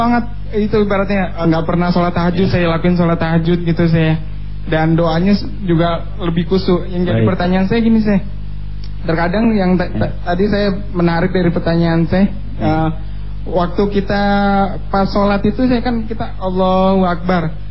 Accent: Malang, East Java, Indonesia; saya dari Malang, Jawa Timur.

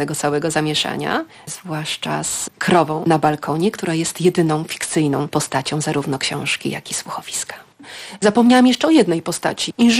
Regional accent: Gdańsk, Pomeranian Voivodeship, Poland; ja dorastałam na Gdańskim Przymorzu i ta historia, którą opowiadam, to jest historia widziana z perspektywy falowca, dosłownie widziana z 10. piętra

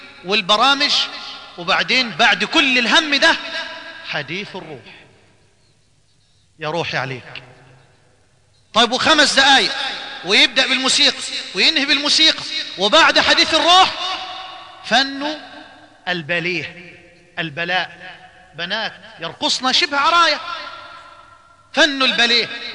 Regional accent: Egypt; عندنا في مصر الأسبوع اللي فات

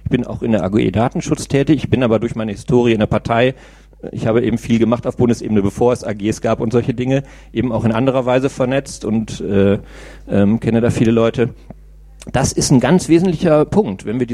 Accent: Velbert, North Rhine-Westphalia, Germany; now in Münster, Germany; Ja, ich bin in Velbert-Langenberg aufgewachsen.

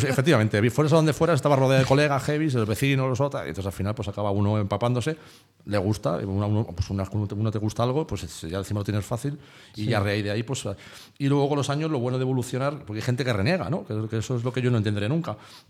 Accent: Madrid, Community of Madrid, Spain; Pero yo es que soy de Vicálvaro, entonces claro, Vicálvaro es uno de los barrios, si no el barrio más heavy que había en Madrid

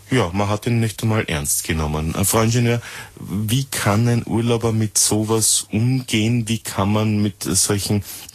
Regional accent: Austria; der Mitteleuropäer oder der Zentraleuropäer, der wir ja sind als Österreicher

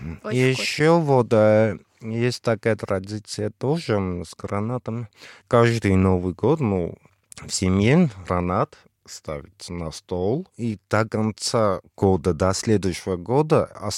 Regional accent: Vanadzor, Lori, Armenia; Группа из моего родного города. Город называется Ванадзор.

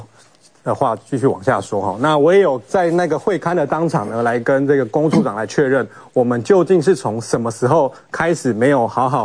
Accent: Hsinchu City, Taiwan; 因为这承载了很多我们新竹人的小时候看球，甚至在里面打球的记忆

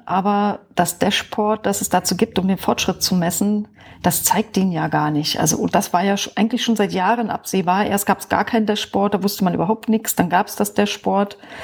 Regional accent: Brandenburg, Germany; ich bin aus Brandenburg da aufgewachsen, habe mich ein bisschen rumgetrieben in der Welt und bin jetzt aber wieder in Brandenburg gelandet seit einiger Zeit, wohne im Norden von Berlin, kurz vor MacPom.

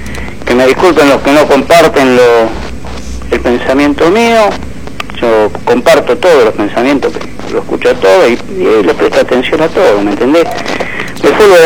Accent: Berazategui, Buenos Aires Province, Argentina; soy de Berazategui.

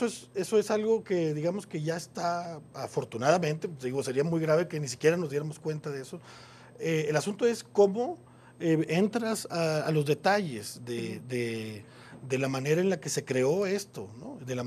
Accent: Monterrey, Nuevo León, Mexico; que es de Monterrey, de mi tierra

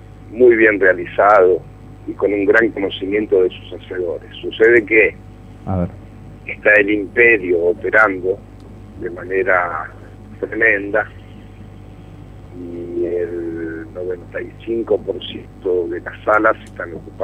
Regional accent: Buenos Aires, Argentina; yo como espectador porteño tengo pocas chances de ver cine francés

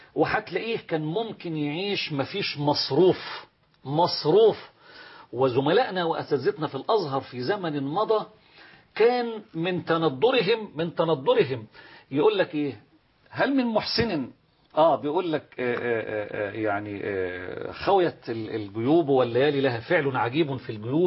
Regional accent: Monufia Governorate, Egypt; أنت فلاح زي بس أنا من المنوفية وانت منين؟

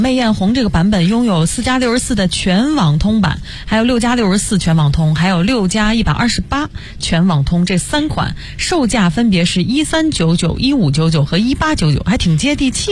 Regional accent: China; 我们中国人就比较喜欢这个颜色。

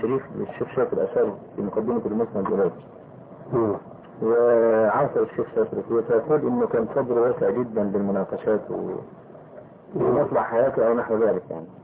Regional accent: Egypt; لكن يقال عندنا في مصر

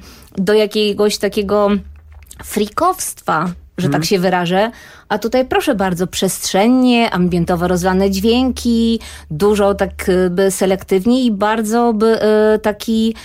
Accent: Częstochowa, Silesian Voivodeship, Poland; Wychowałam się, ponieważ jestem częstochowianką, w związku z czym wychowałam się na tej breku, na Sforze

